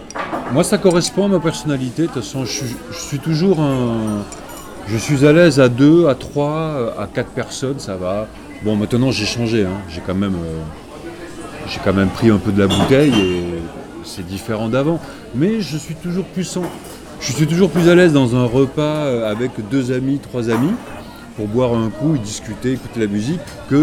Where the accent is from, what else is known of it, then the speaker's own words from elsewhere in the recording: Southern France, France; Mais quand j'étais petit et que j'étais dans le sud, on me demandait si je venais pas de Paris.